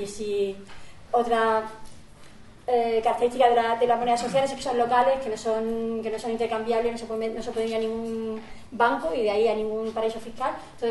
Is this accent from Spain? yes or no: yes; Murcia, Region of Murcia, Spain; Yo vengo desde Murcia